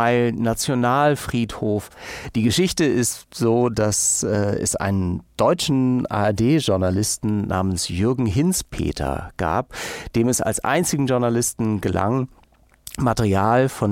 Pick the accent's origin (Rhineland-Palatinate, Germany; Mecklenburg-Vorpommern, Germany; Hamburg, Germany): Hamburg, Germany; waren sie 2 oder 3 Wochen später in meiner Heimatstadt Hamburg zu Gast und spielten ein Konzert